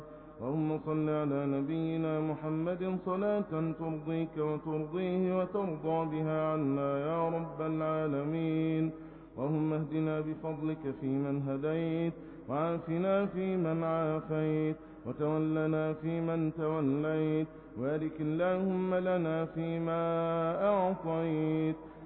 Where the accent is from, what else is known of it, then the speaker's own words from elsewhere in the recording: Egypt; بلدنا مصر